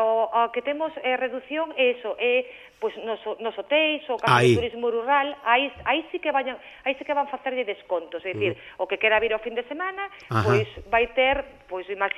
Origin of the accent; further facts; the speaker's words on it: Monforte de Lemos, Galicia, Spain; Monforte, pues, es decir, eu que queres que che diga, che o meu pobo, pero bueno, encima Monforte é un sitio bonito